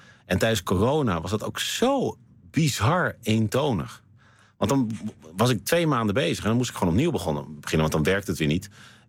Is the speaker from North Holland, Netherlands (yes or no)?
yes; Amsterdam, North Holland, Netherlands; born there